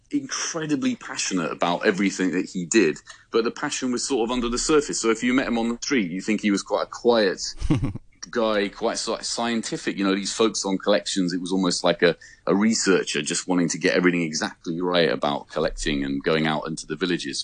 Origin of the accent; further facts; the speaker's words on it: United Kingdom; So despite being a Brit, I'm doing my best.